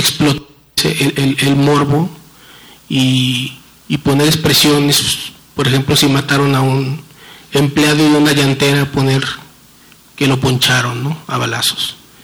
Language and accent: Spanish; Culiacán, Sinaloa, Mexico; sobre todo de donde yo vengo, tenemos cerca de 100 años conviviendo con el asunto de las drogas en Culiacán.